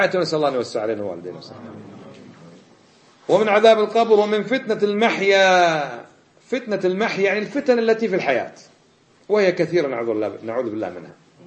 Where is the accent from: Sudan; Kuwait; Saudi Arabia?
Kuwait; من الكويت، وطالب في جامعة الإمام في القصيم